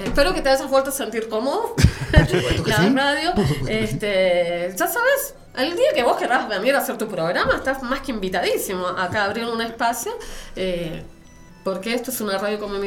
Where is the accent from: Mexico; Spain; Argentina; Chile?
Chile; porque yo soy chilena